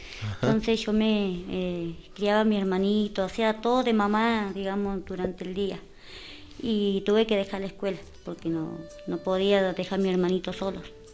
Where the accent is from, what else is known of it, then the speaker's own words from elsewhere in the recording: Puerto Madryn, Chubut, Argentina; also born or lived in Mendoza; yo soy de Puerto Madryn. Ah. O sea, nacida en Mendoza y criada en Puerto Madryn.